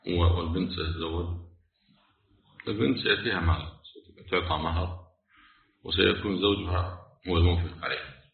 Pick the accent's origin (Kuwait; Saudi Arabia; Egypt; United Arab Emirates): Kuwait; يعني احنا عندنا في الكويت الحمد لله البلديه تشيل كل شيء كفان